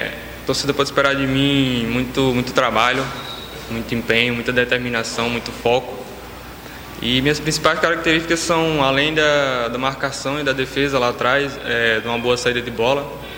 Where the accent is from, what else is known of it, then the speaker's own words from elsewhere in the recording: Natal, Rio Grande do Norte, Brazil; Eu tenho 23 anos, eu sou de Natal. Eu comecei minha carreira lá no time do interior lá.